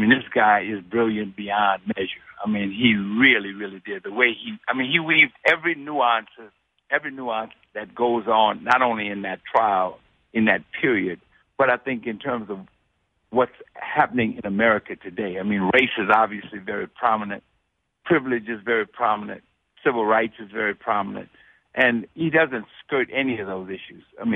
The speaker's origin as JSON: {"language": "English", "town": "New Orleans", "region": "Louisiana", "country": "United States", "said": "I'm from New Orleans, down in Louisiana."}